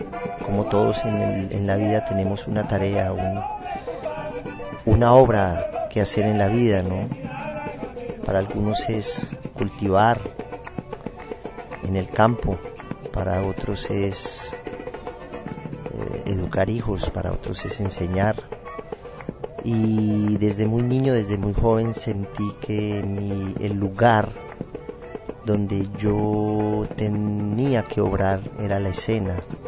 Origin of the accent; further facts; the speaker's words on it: Colombia; moved away; ya van a ser 25, 26 años que yo salí de Colombia y estoy hoy aquí trabajando.